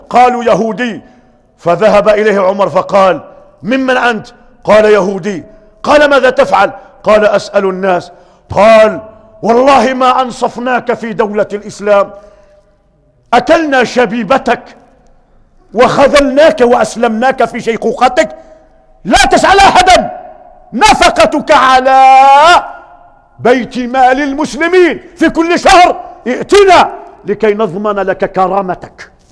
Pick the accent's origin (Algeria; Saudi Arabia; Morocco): Morocco; جمعية حقوق الإنسان اللي احنا عندنا في المغرب